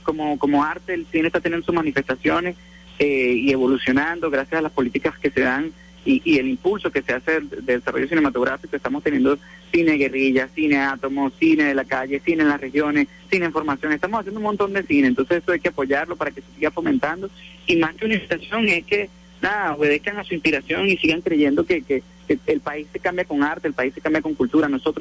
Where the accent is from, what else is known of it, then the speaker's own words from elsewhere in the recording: Caracas, Capital District, Venezuela; yo soy de Caracas, pero tuve 8 años viviendo allá